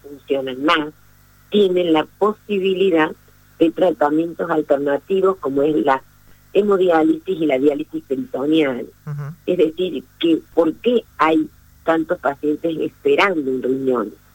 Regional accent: Argentina; nosotros como argentinos hemos tenido y seguimos teniendo una de las leyes de más avanzada en el mundo

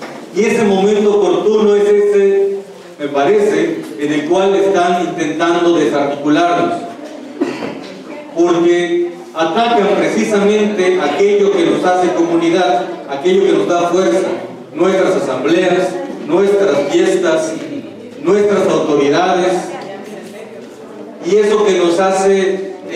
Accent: Yucatán Peninsula, Mexico; Nosotros venimos de Tierra Maya. Venimos del territorio maya de la península de Yucatán.

